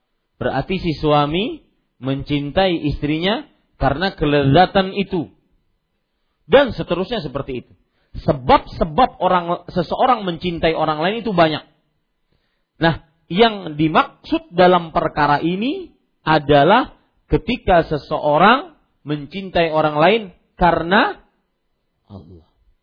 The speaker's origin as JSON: {"language": "Indonesian", "region": "South Kalimantan", "country": "Indonesia", "said": "Kalau kita orang Banjar biasanya kalau bersumpah"}